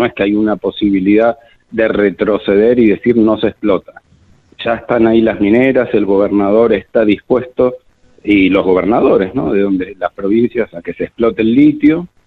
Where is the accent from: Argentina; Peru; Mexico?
Argentina; nosotros como argentinas y argentinos una mejor calidad de vida